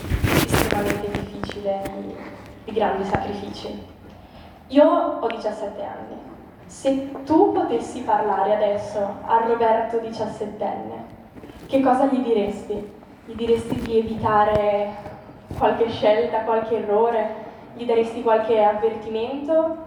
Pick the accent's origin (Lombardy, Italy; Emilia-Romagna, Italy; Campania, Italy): Emilia-Romagna, Italy; Ferrara; Io sono di Ferrara.